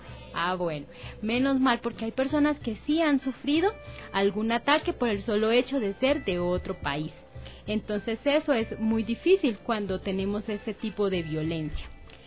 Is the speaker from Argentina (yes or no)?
no; Colombia; now in Ecuador; como Violeta y yo que venimos de Colombia